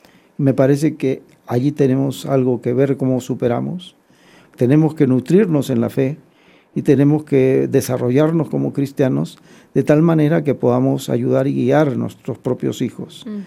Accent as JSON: {"language": "Spanish", "country": "Peru", "said": "Vengo de Perú, donde tenemos un gran problema con una minera, ¿no?"}